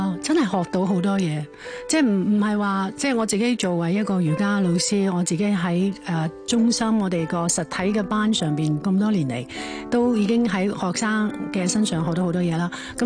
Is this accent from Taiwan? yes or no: yes; Taiwan; now in Hong Kong; 咁但系跟住就去了台湾住，在台嗰度读书啦